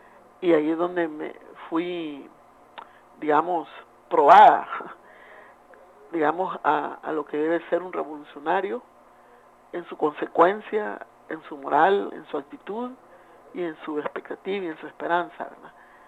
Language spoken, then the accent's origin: Spanish; El Salvador; Pues yo soy una persona como todas las personas que viven en mi país, con aspiraciones, con sueños